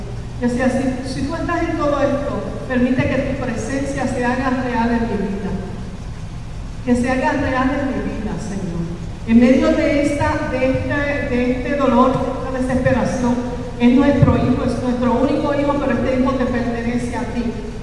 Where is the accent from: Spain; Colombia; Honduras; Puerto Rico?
Puerto Rico; Mayagüez; Yo sí, nosotros somos de Mayagüez.